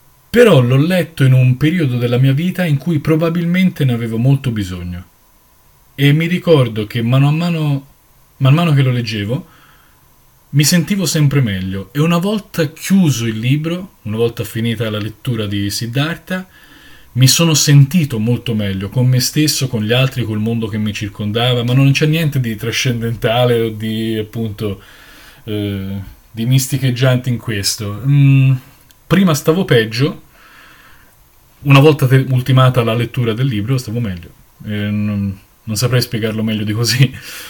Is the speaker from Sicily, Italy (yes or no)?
no; Florence, Tuscany, Italy; ho 32 anni e vengo da Firenze